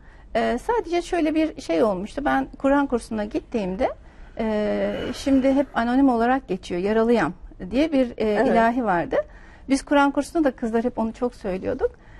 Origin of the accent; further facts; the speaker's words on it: Istanbul, Turkey; also born or lived in Tekirdağ / Şarköy; Yaklaşık 10 yaşına kadar da İstanbul'daydım. İstanbul, Tekirdağ, Mürev'de, Şarköy, oralarda geçti çocukluğum.